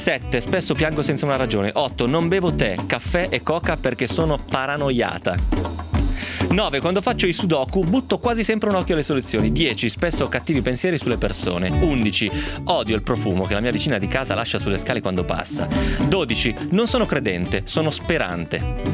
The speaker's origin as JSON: {"language": "Italian", "region": "Piedmont", "country": "Italy", "said": "lo dico perché sono piemontese ovviamente, quindi so di cosa sto parlando."}